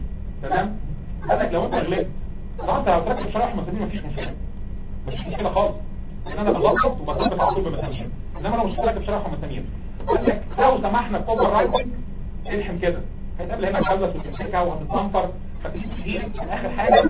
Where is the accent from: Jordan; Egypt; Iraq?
Egypt; عندنا في مصر ما بتبقاش طفل فيزيكال ايجيبشن انفانت لو مش بتعيط 24 ساعه